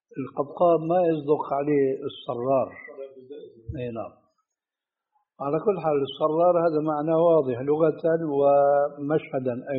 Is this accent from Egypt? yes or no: no; Syria; النعل صرارة موجودة، كانت إلى عهد قريب عندنا في سوريا للرجال، أي نعم.